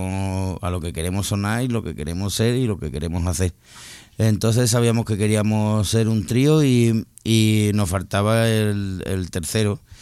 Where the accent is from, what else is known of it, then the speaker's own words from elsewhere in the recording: Seville, Andalusia, Spain; como venimos de Sevilla, y entonces pues allí hemos mamado pues tanto todos los grupos legendarios que tenemos y maestros del rock, y hemos mamado también el flamenco.